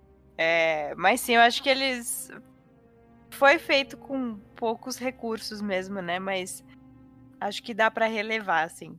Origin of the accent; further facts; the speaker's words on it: São Paulo, Brazil; E eu sou de São Paulo, então eu uso bastante o metrô.